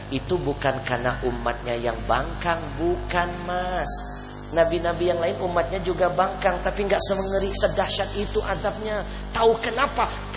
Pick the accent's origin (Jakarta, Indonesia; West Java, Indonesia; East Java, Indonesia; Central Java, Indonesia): Jakarta, Indonesia; Sekarang kalau dengar Bogor hujan, tengah malam kita orang Jakarta gak tenang tidurnya.